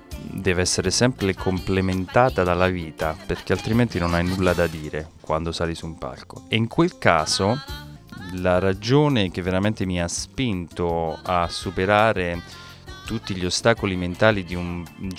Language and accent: Italian; Campobasso, Molise, Italy; Io vengo da Campobasso, che per chi non lo sapesse...